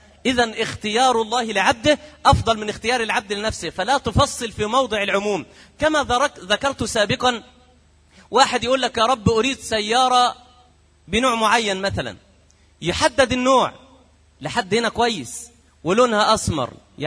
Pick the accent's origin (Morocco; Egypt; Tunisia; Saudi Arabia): Egypt; عندنا في مصر يقول لك إيه، دايما يقولوها كده